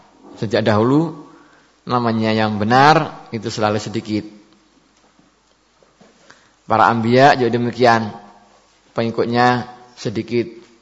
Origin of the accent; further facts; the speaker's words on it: West Java, Indonesia; Saya ini orang Sunda, beda.